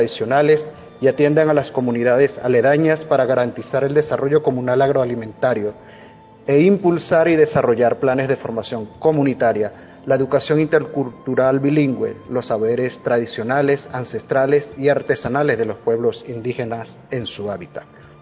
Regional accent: Bolívar, Venezuela; soy del pueblo indígena Pemón del Parque Nacional Canaima, al sur de Venezuela, nuestro país.

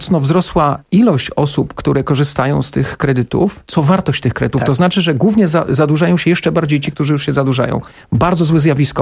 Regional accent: Kraków, Lesser Poland, Poland; Ja z Krakowa jestem.

